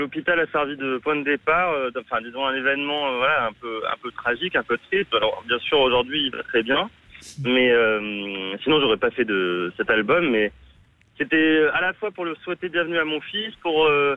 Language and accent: French; Clermont-Ferrand, Auvergne-Rhône-Alpes, France; Moi je viens du centre de la France, de Clermont-Ferrand.